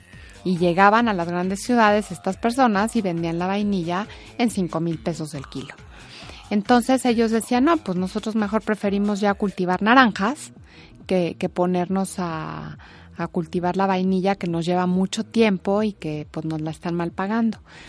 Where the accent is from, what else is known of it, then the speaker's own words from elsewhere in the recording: Mexico; Yo como mexicana te puedo decir que sí es la mejor